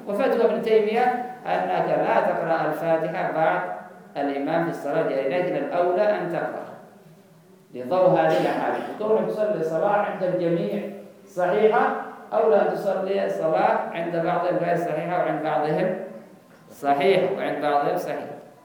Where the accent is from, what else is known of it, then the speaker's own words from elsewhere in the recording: Yemen; لا هذا عندنا في اليمن